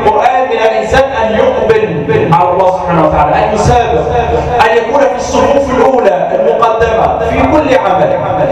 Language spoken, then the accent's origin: Arabic; Egypt; اللهم اجعل بلدنا مصر آمنة مطمئنة